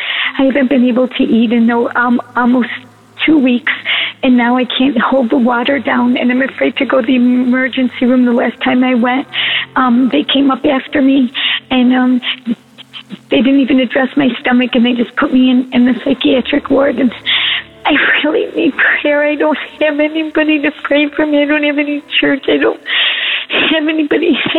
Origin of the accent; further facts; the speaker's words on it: Syracuse, New York, United States; I'm from Syracuse, New York.